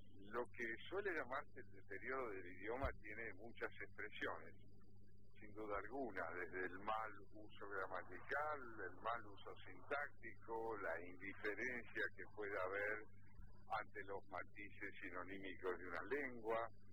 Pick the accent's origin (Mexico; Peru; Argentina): Argentina; nuestra situación particular como argentinos con respecto al idioma español es compleja